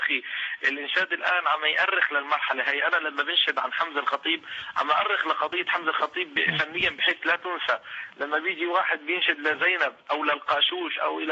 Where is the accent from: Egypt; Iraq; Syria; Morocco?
Syria; لانه فاقدين الامل في التغيير في بلدنا سوريا تحديدا بالدرجة الأولى قبل أي دولة أخرى